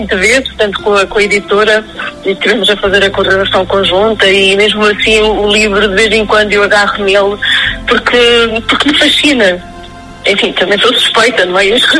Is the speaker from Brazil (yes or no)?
no; Chaves, Norte, Portugal; eu sou de Chaves, sou claudiense, portanto, vazio-me muito naquela zona transmontana